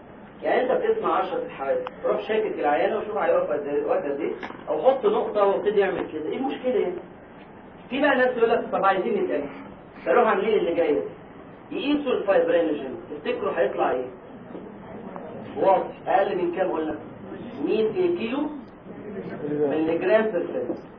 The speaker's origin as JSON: {"language": "Arabic", "country": "Egypt", "said": "إحنا عندنا في مصر يعني بيسألوه السؤال ده"}